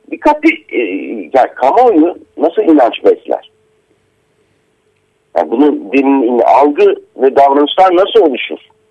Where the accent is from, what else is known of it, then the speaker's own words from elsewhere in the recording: Akşehir, Konya, Turkey; Ben Akşehirliyim.